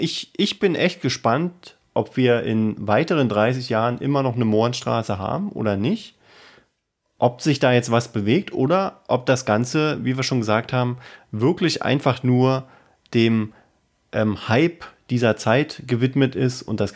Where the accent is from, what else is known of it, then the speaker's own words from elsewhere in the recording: Berlin, Germany; wir beobachten das natürlich als Berliner.